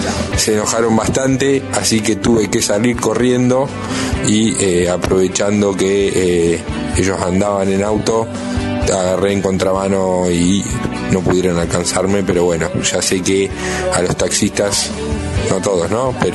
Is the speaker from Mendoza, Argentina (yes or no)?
no; Olavarría, Buenos Aires Province, Argentina; now in La Plata, Argentina; soy de Olavarría, pero vivo en La Plata hace unos 6 años.